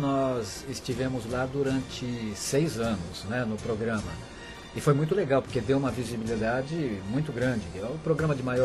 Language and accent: Portuguese; São Paulo, Brazil; born there; Eu nasci em São Paulo, na Zona Norte, exatamente na Vila Brasilândia, que é a região ali, freguesia do Ó, né?